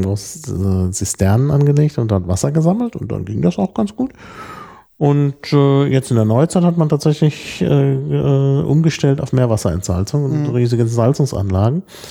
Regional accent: Dortmund, North Rhine-Westphalia, Germany; Insbesondere da, wo ich aufgewachsen bin in Dortmund, da gab es dann Mineralwasser.

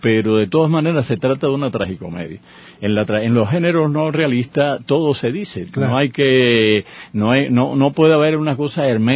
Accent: Cuba; Yo, que también soy cubano, no sentí esa ausencia.

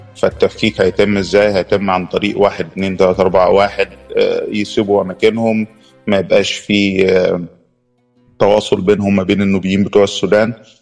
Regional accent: Aswan, Aswan Governorate, Egypt; born there; أنا اتولدت في مدينة أسوان جنوب الصعيد جنوب مصر، ويعني مدينة أسوان تعتبر الموطن بتاع النوبيين ما بعد التهجير.

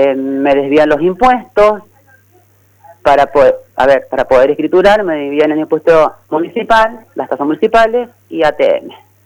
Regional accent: Argentina; incluirnos como civiles, como argentinas que somos

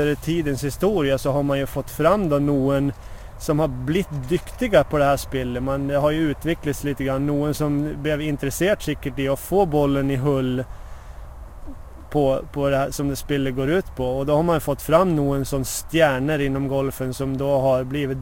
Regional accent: Sweden; now in Norway; alltså jag kommer ju från Sverige och där kom ju boomen på 80-talet

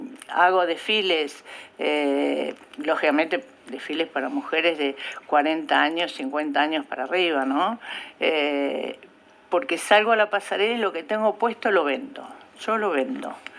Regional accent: La Pampa, Argentina; moved away; Como cuando yo vine de La Pampa, ¿no?

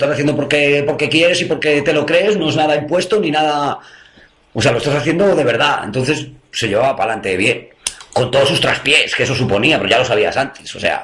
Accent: Spain; yo soy español, y bandera de España por todos lados

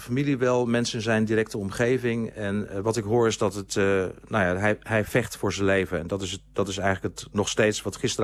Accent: Groningen, Netherlands; Ik kom oorspronkelijk uit Groningen.

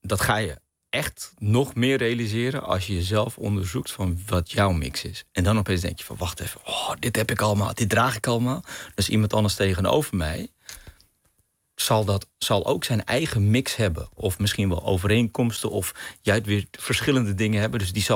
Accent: Amsterdam, North Holland, Netherlands; born there; Mijn moeder is Surinaamse Hindoestaans, mijn vader is Pakistaans. Ze hebben elkaar ontmoet in Amsterdam. En ik ben geboren in Amsterdam.

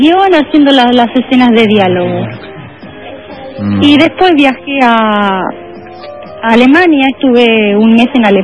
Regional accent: Argentina; Como buena argentina que soy.

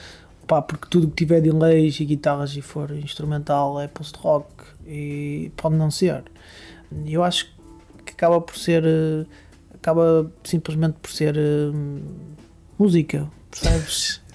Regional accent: Vila Seca, Braga, Portugal; sou natural lá, embora agora não pare ou não viva lá, portanto até acabo por estar a viver fora de Barcelos, mas sou natural de Vila Seca.

